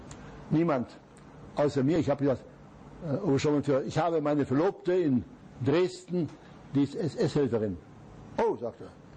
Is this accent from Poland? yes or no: yes; Upper Silesia, Poland; Ich wollte vielleicht noch in meine Heimat, nach Oberschlesien.